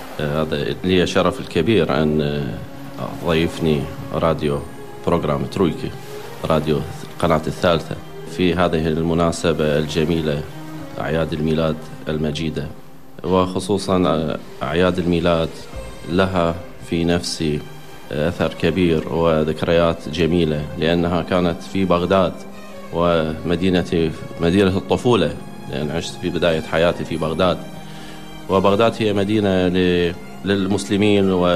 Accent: Baghdad, Baghdad Governorate, Iraq; Polish is a second language; ja pochodzę z Bagdadu. Bagdad, które była podzielone pół na pół między muzułmanami a chrześcijanami.

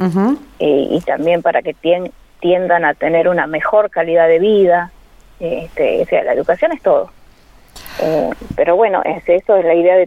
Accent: Santa Rosa, Argentina; todos los colaboradores somos de Santa Rosa, entonces acá nos es más fácil.

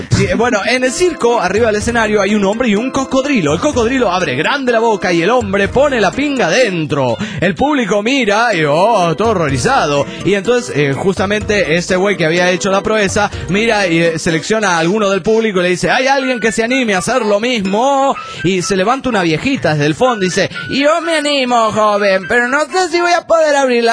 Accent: State of Mexico, Mexico; del Estado de México.

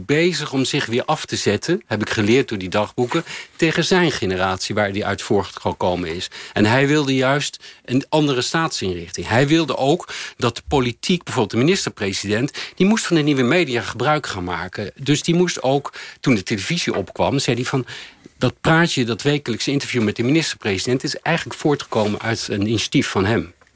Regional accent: The Hague, South Holland, Netherlands; Want ik ben opgegroeid in Den Haag in een gewoon Haags gezin.

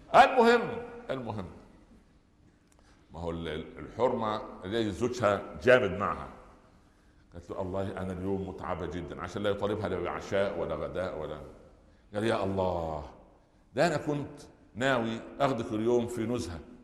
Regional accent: Upper Egypt, Egypt; جاء زيارة للقاهرة، احنا من الصعيد

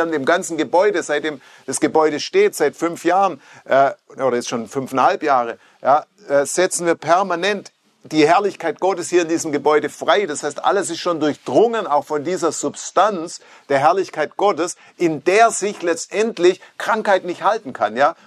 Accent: Stuttgart, Baden-Württemberg, Germany; Ich komme nicht aus Amerika, ich komme aus Stuttgart.

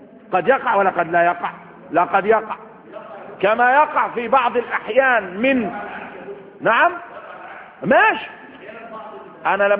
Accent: Upper Egypt, Egypt; وعندنا في الصعيد لما بيقول الواحد بيسيب دي من 40 يوم حزنا.

